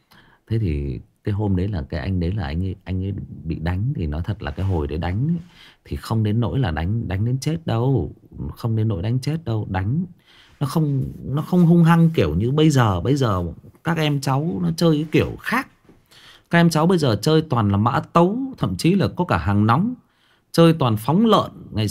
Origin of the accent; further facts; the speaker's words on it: Thái Nguyên, Thai Nguyen, Vietnam; em sinh ra và lớn lên ở Thái Nguyên, thế nhưng mà quê em tức là ông bà già em là thoát ly lên trên khu gang thép Thái Nguyên này và gặp nhau lấy nhau, thì em được sinh ra và lớn lên ở đây.